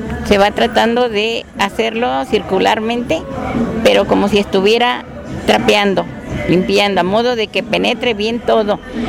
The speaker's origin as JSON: {"language": "Spanish", "town": "Tlapacoya", "region": "Veracruz", "country": "Mexico", "said": "yo soy de Tlapacoya, en Veracruz"}